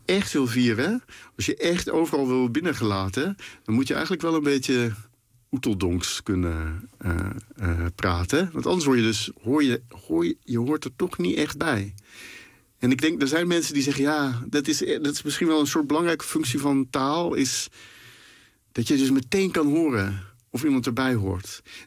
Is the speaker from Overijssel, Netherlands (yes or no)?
no; Den Bosch, North Brabant, Netherlands; Ik ben dus opgegroeid in Den Bosch. Nu woon ik er niet meer, maar ik was een groot liefhebber van carnaval.